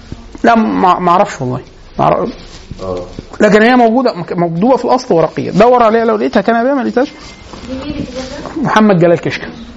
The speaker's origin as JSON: {"language": "Arabic", "country": "Egypt", "said": "ده حتى مش الالم بتاعنا كمصري"}